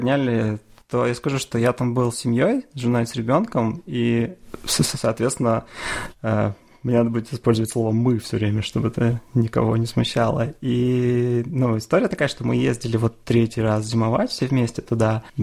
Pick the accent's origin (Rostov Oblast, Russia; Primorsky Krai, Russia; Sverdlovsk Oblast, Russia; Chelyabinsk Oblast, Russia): Chelyabinsk Oblast, Russia; Chelyabinsk; born there; Это не то, что я такой там патриот Челябинска и там считаю, что ты должен жить там, где ты родился.